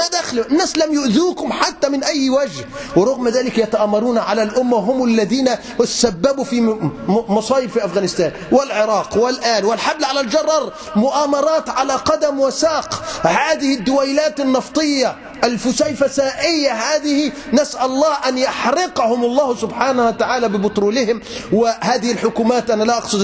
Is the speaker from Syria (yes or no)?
no; Egypt; طب ما عندنا في مصر مثلا